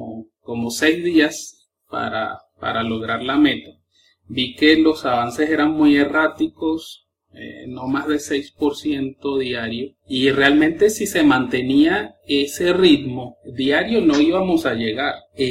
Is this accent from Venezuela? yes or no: yes; Venezuela; now in Colombia; Venezolano viviendo en Colombia.